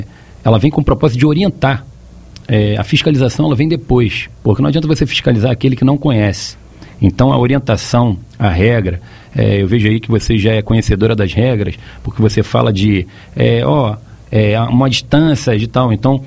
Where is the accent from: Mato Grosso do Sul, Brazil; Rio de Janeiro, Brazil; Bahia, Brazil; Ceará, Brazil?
Rio de Janeiro, Brazil; Pelo meu sotaque, todos já sabem que eu não sou de Santa Catarina.